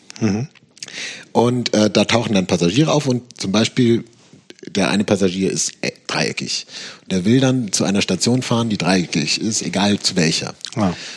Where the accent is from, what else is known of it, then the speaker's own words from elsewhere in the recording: Nuremberg, Bavaria, Germany; Das ist gar nicht wahr. Ich komme ja aus Nürnberg.